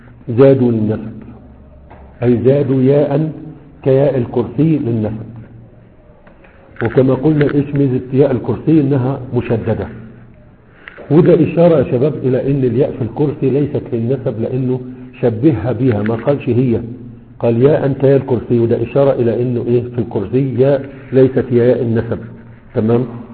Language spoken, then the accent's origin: Arabic; Egypt; عندنا في مصر